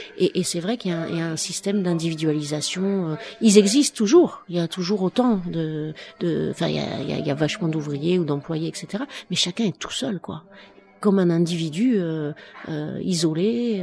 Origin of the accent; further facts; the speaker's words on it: Saint-Denis, Île-de-France, France; Et moi, je suis de Saint-Denis, et à Saint-Denis, en gros, c'est une génération de banlieusards contre une autre.